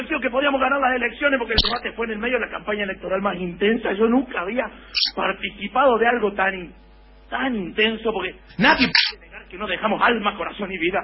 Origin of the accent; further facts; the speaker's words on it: Córdoba, Argentina; Vengo de Córdoba, que es un lugar medio complicado, ¿viste? Caminar por Córdoba es medio raro